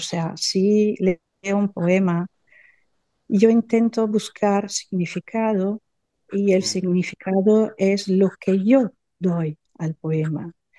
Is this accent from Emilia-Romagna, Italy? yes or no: yes; Forlì, Emilia-Romagna, Italy; Spanish is a second language; aquí en mi pueblo, en Forlì, en Romaña